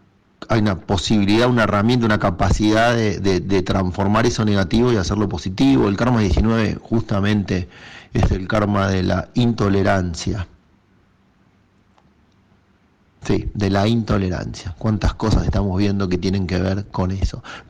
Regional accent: Argentina; Nosotros somos argentinos y somos parte del mundo.

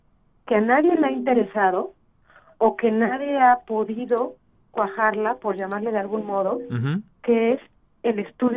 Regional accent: Mexico; México prehispánico o Mesoamérica, que como mexicanos, pues no podemos descuidar, ¿no?

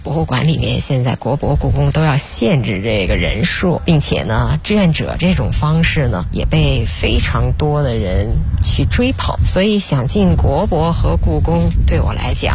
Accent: Beijing, China; 因为我觉得我从小是在北京长大的

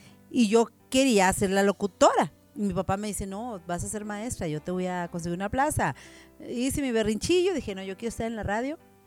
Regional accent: Torreón, Coahuila, Mexico; also born or lived in Coyote, Coahuila; yo soy de Torreón, Coahuila. Yo creo que viví unos 4 años, me imagino, en Coyote, Coahuila, porque de allá era mi papá … … Ellos fueron catedráticos de profesión y cuando 4 añitos, pues ya nos venimos a vivir a Torreón, Coahuila.

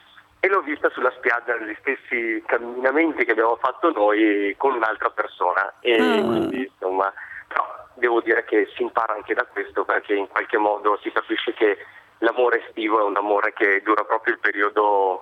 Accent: Marche, Italy; facendo finta di essere ancora nella mia città natale e dicendo che sarei venuto giù di lì a poco, giù nelle Marche.

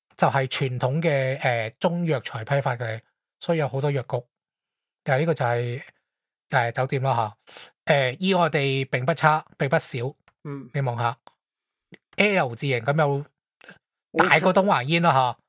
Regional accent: Hong Kong; 你如果你是当我是香港人，咁我应该是 A 啦

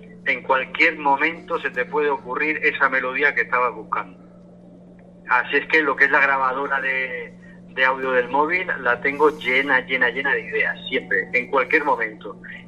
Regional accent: Region of Murcia, Spain; yo veía que en la región de Murcia, de donde yo soy, no había ningún programa dedicado a eso.

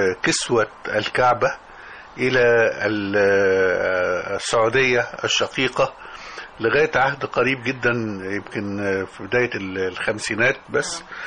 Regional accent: Damanhur, Beheira, Egypt; كل دي أحياء موجودة في دمنهور، وأنا كنت من شبرا بالمناسبة. فاتولدت في هذا الجو

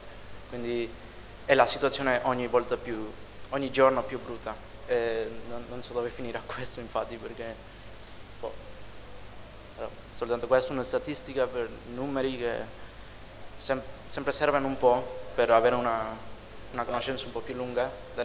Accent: Mexico; Italian is a second language; now in Bologna, Italy; io vengo dal Messico, adesso sto studiando in Bologna

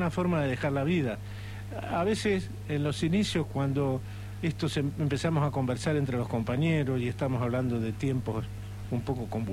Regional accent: San Fernando, Buenos Aires Province, Argentina; yo soy de San Fernando, nacido y criado aquí.

